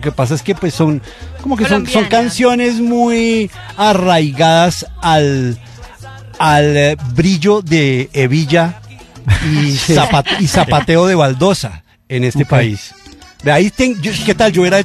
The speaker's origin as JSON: {"language": "Spanish", "town": "Cali", "region": "Valle del Cauca", "country": "Colombia", "said": "No, yo soy caleño. Yo soy caleño, pero no ejerzo."}